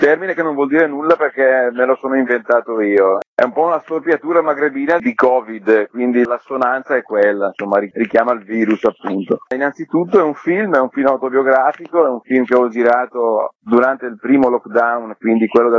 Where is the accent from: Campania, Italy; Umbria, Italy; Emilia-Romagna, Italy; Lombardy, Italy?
Lombardy, Italy; accent: Brescian; un uomo del nord con una forte cadenza bresciana, ma in realtà io sono marocchino di origini, i miei genitori emigrarono qui in Italia, primi pionieri, quindi 40 anni fa, arrivarono in questa pianura padana